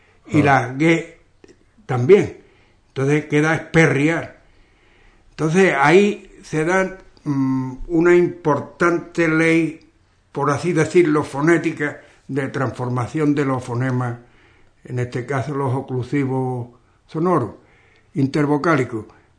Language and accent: Spanish; Ubrique, Andalusia, Spain; ya saben que somos de Ubrique por la entonación, por el tonillo que tenemos al hablar. Este tonillo, al parecer, pues es propio, bueno, solamente se da aquí en Ubrique, dentro de toda la Andalucía occidental.